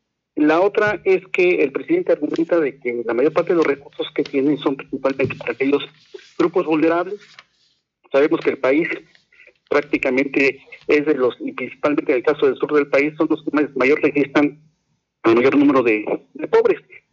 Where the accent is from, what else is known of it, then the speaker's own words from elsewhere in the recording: Mexico; la identidad que nosotros tenemos como mexicanos